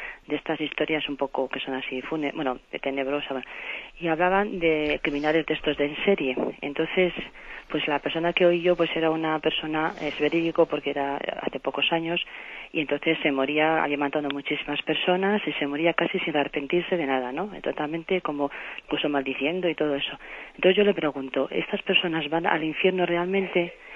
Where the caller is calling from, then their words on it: Soria, Castile and León, Spain; aquí de Soria.